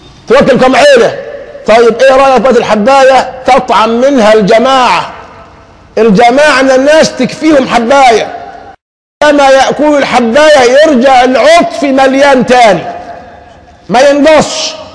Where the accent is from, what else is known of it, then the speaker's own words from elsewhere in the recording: Egypt; ما احنا عندنا في مصر حرسها الله عارفين الفواكه ايه